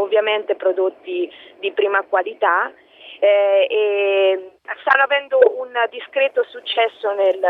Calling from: Falconara Marittima, Marche, Italy; Sì, salve, io sono da Falconara Marittima.

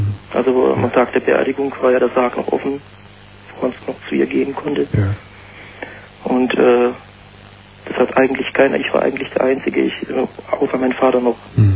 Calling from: Pforzheim, Baden-Württemberg, Germany; ich komme aus Süddeutschland, aus Pforzheim, sagt dir das was?

